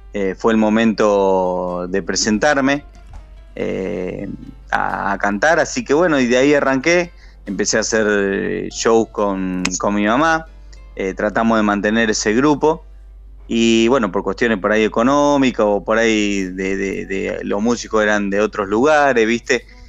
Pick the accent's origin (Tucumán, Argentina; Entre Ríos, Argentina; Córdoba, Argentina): Córdoba, Argentina; Marcos Juárez; Sí, estoy un poco alejado de lo que es la Córdoba capital, por eso no tengo la tonada